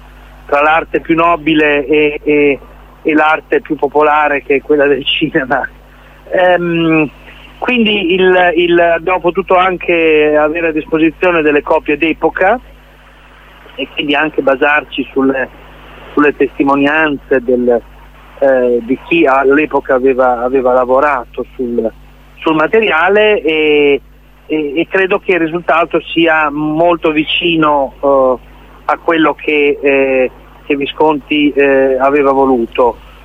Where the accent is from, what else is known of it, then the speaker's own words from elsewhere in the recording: Bologna, Emilia-Romagna, Italy; Poi per me, che sono bolognese